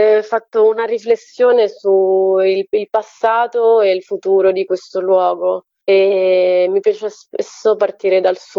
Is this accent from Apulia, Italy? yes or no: no; Domodossola, Piedmont, Italy; io sono di Domodossola